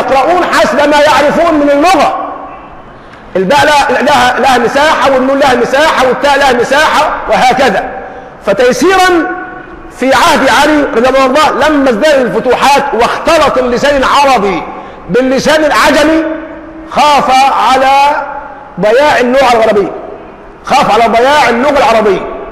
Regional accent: Egypt; ما احنا اليوم عندنا في مصر عندنا كلمات من العامية تورثناها

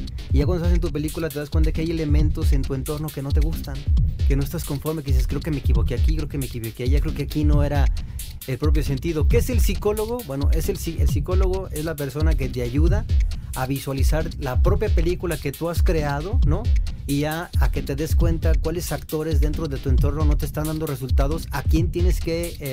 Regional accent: Mexico; nosotros como mexicanos somos extraordinariamente dramáticos, ¿no?

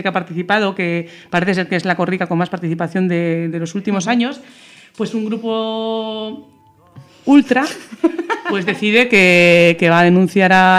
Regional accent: Barakaldo, Basque Country, Spain; que para eso somos de Baracaldo.

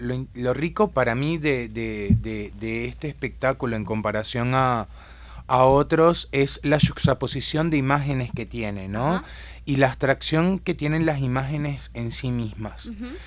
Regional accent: Venezuela; moved away as an adult; now in Uruguay; Este colectivo, en realidad, nace en Venezuela, yo soy venezolano

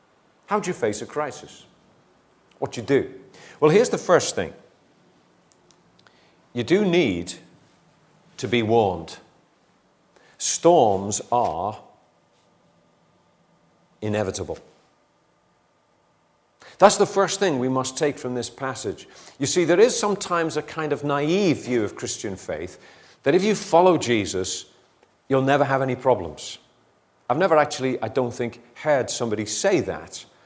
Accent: Liverpool, North West England, United Kingdom; I come from a family from Liverpool, you know, where the sea was almost second nature.

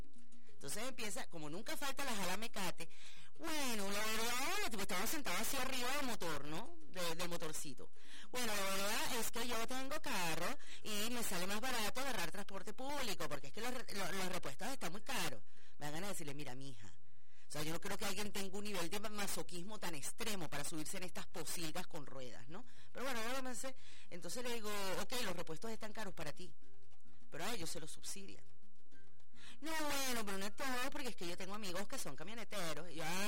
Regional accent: Venezuela; Yo soy una pobre venezolana de a pie.

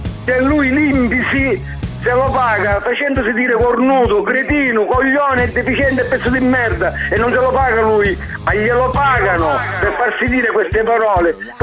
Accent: Catania, Sicily, Italy; Io sono di Catania.

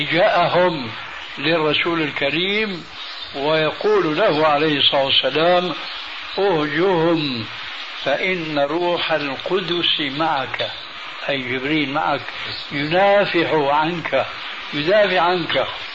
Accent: Syria; أول ما شاهدناه عندنا في سوريا لم يكن مع هذه الأناشيد ذكر للدف إطلاقا

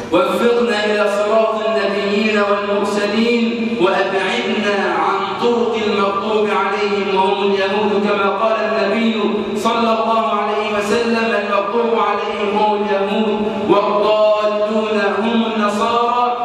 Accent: Egypt

